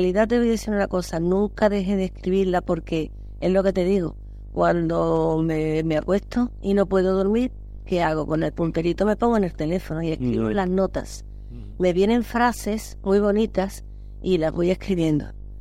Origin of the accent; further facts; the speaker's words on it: Málaga, Andalusia, Spain; muchas cosas a mi tierra. O sea, es que son cosas que me nacen, me brotan